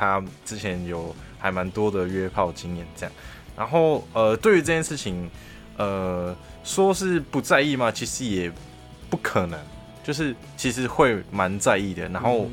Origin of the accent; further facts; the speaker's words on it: Chiayi, Taiwan; now in Kaohsiung, Taiwan; 大家好，我是一个来自嘉义的